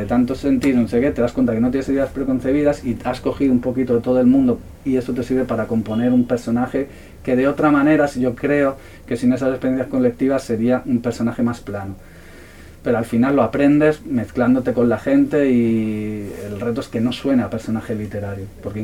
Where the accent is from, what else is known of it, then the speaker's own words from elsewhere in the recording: Madrid, Community of Madrid, Spain; moved away; Yo soy de Madrid, me crié en Madrid, y salí de Madrid hace ya pues, más de 20 años